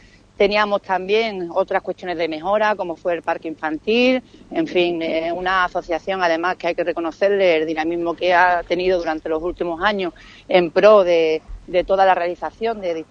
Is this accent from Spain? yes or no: yes; Ubrique, Andalusia, Spain; somos todos de Ubrique y todos vivimos en la localidad